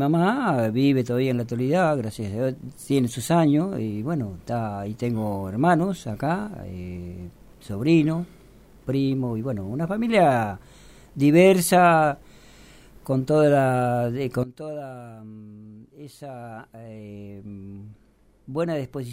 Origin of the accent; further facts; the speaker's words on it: Bell Ville, Córdoba, Argentina; born there; now in Buenos Aires, Argentina; vivía en Ballesteros, y bueno, cuando mis padres se casaron, bueno... Nací yo en Belville